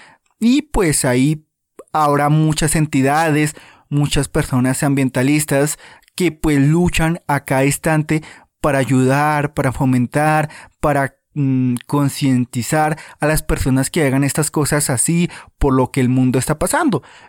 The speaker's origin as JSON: {"language": "Spanish", "country": "Colombia", "said": "En tu país ocurrirá, en mi país Colombia ocurre"}